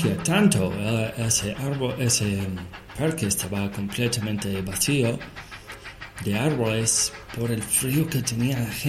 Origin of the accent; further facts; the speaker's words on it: Buenos Aires, Argentina; Che, yo vengo de Buenos Aires y de Carro Quemado.